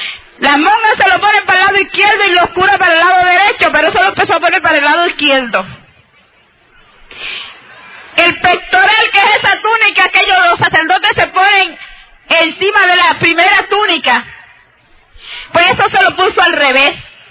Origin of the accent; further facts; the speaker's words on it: Moca, Puerto Rico; also born or lived in San Sebastián; mis padres para ese entonces vivían en Moca. Desde que yo tengo, yo creo que nosotros salimos de San Sebastián como a una edad, quizás yo tendría 4 o 5 años.